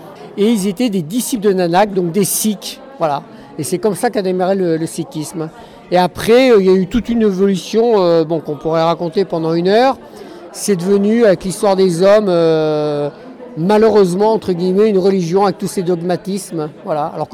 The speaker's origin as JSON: {"language": "French", "country": "France", "said": "des Pyrénées, ma mère était de Grenoble, des Alpes, voilà, je suis complètement français malgré que j'ai beaucoup voyagé."}